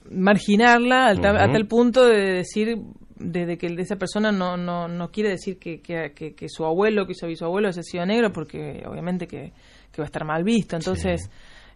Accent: Los Surgentes, Córdoba, Argentina; Los Urgentes, que es mi pueblo natal, que es un pueblo donde del sureste de la provincia de Córdoba, casi con Santa Fe.

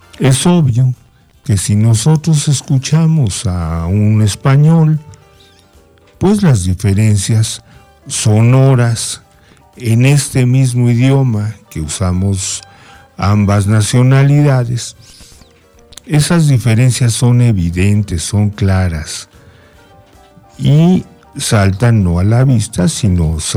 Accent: Mexico; nuestra forma de expresarnos como mexicanos

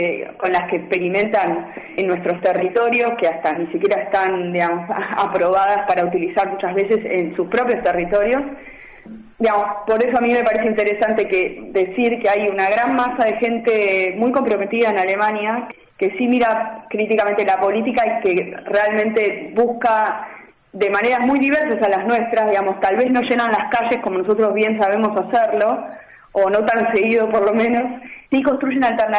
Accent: Avellaneda, Buenos Aires Province, Argentina; now in Germany; yo soy de Buenos Aires, de Avellaneda, y vivo mitad Berlín, mitad Buenos Aires.

